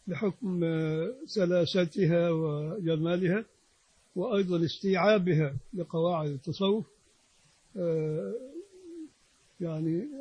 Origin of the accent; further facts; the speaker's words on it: Egypt; نطلع بره في الشارع احنا مواطنين مصريين